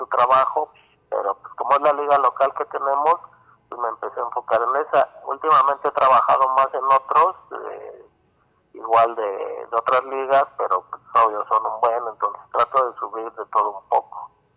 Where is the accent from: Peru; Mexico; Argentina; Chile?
Mexico; Mexico City; Soy de acá de la Ciudad de México, tengo 34 años.